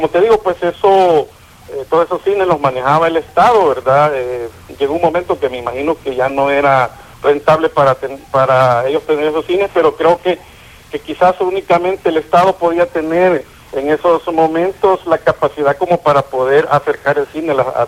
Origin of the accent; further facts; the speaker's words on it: San Salvador, El Salvador; cuando yo soy de San Salvador, pues, pero me tocaba visitar los pueblos de mis padres